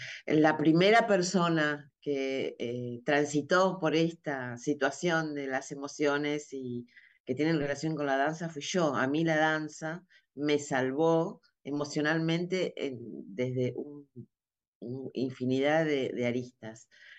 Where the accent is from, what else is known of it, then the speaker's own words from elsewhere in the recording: Argentina; Si bien digamos, soy argentina y dentro de la danza es mi cultura